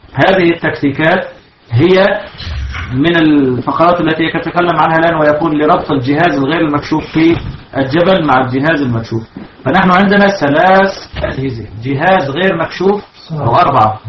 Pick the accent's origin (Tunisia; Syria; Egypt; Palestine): Syria; هذا حصل عندنا في سوريا